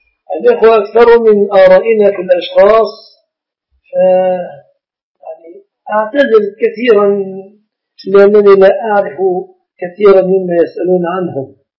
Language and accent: Arabic; Egypt; كيف الزواج العرفي له صورتان في بلادنا مصر